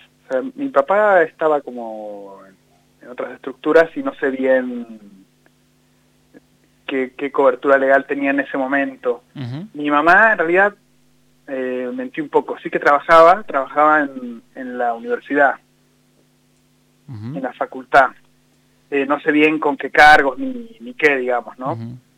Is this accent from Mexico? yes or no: no; Buenos Aires, Argentina; born there; yo nací en Capital, en el año 74.